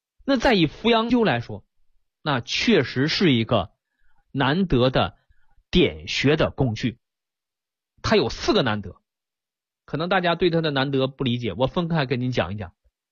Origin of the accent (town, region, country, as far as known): China